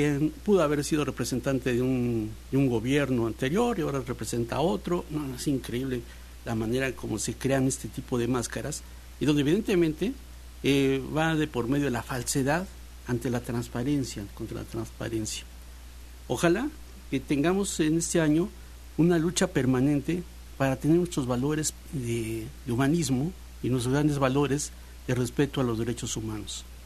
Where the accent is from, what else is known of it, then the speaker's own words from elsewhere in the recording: Veracruz, Mexico; nosotros, como mexicanos, como veracruzanos